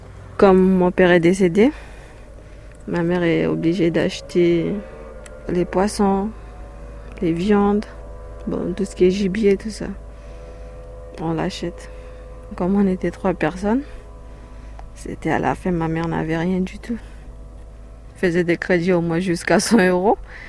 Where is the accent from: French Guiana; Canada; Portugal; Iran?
French Guiana; first language Wayana; French is a second language; Et puis notre langue maternelle, c'est le Wayana. Mais après, ça a changé beaucoup depuis parce que on mélange beaucoup en fait. On met du créole, on met du français, on met un peu du taki-taki au fond.